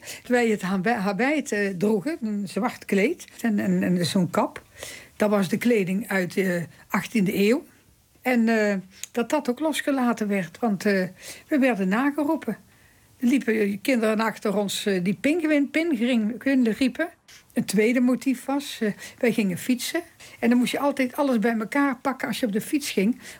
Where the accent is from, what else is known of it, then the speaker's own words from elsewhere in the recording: Rijsbergen, North Brabant, Netherlands; born there; Ik ben geboren in Rijsbergen.